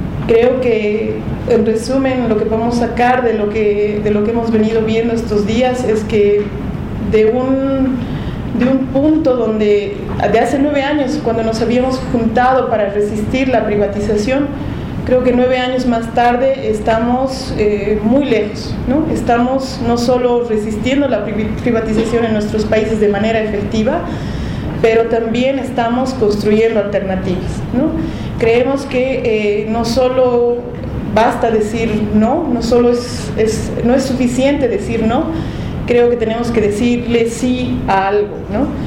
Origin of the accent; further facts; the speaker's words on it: Bolivia; soy de Bolivia y trabajo con una red de organizaciones